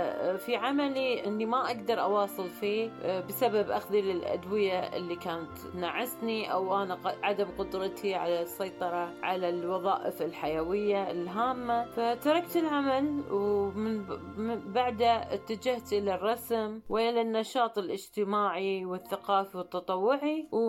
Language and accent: Arabic; Kuwait; سافرت للعلاج خارج الدولة، أنا من الكويت.